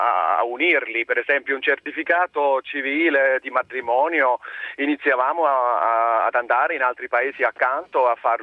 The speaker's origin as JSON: {"language": "Italian", "country": "Switzerland", "second_language": "Italian", "moved": "as an adult", "lives_now": "Italy", "said": "No, sono doppio cittadino ormai da 99, anche italiano. Sono svizzero d'origine, vivo da 14 anni in Puglia"}